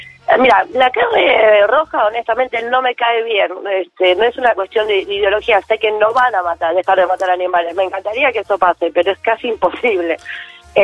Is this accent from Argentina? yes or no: yes; El Palomar, Buenos Aires Province, Argentina; Soy de Palomar.